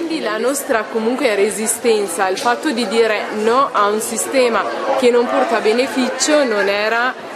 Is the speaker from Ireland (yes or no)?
no; Ethiopia; Italian is a second language; now in Italy; Per mettermi in salvo sono scappata dall'Etiopia, sono arrivata in Trentino e da lì parte questo progetto di recupero